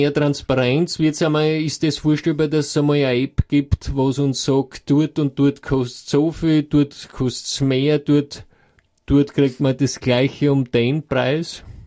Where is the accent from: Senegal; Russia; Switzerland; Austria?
Austria; Graz, Styria; Ich meine, ich komme ja aus der Gegend, von dort, für mich war es kein Problem